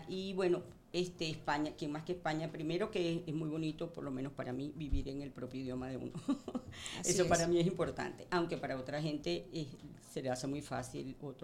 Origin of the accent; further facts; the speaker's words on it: Venezuela; moved away as an adult; now in Valencia, Spain; A ver, pues … soy venezolana. Llegué a Valencia hace 2 años